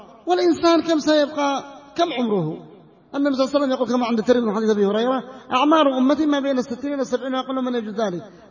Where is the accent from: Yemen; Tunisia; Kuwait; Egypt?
Yemen; North Yemen; في البلاد اليمنية، حتى في المناطق الذي يسمى محتلة عندنا في الشمال